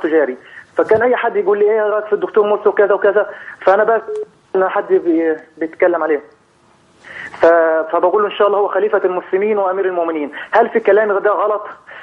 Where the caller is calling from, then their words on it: Kuwait; والله أنا دلوقتي أنا بكلمك حضرتك من الكويت